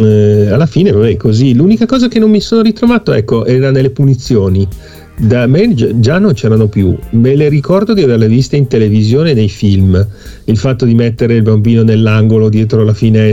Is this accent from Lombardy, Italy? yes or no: yes; Settimo Milanese, Lombardy, Italy; io ho fatto 5 anni di elementari nel mio paese, le statali normali a Settimo Milanese, e poi i miei genitori della prima media mi hanno mandato in collegio.